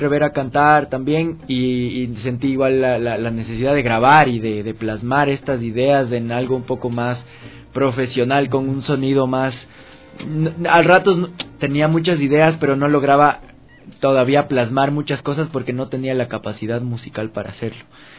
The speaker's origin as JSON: {"language": "Spanish", "town": "Macas", "region": "Morona Santiago", "country": "Ecuador", "tie": "born or raised there", "also_born_or_lived": "Quito", "said": "yo nací acá en Quito y me fui cuando era bien pelado a vivir a Macas con mi familia."}